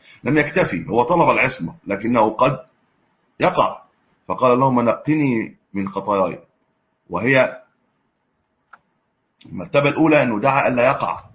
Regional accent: Egypt; هو طبعا النت الان عندنا في مصر قويه

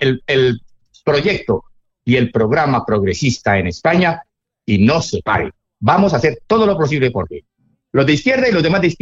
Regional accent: Cali, Valle del Cauca, Colombia; tú que eres colombiano y costeño, como yo soy caleño, en Colombia

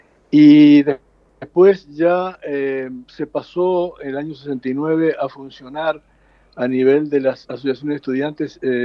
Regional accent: Uruguay; moved away as an adult; also born or lived in Venezuela; now in United States; yo me fui de Uruguay, tuve que salir de Uruguay en mayo del año 1975. Exactamente el día de mi cumpleaños, 12 de mayo.

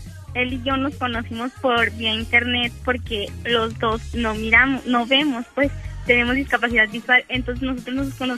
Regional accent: Veracruz, Mexico; Soy jarocha de corazón.

